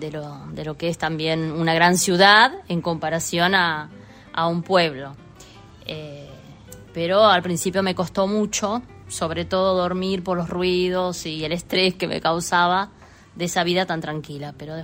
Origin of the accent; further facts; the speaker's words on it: Uruguay; now in Buenos Aires, Argentina; yo vengo de un pueblo de Uruguay, y venir directo a la capital, me extrañó un montón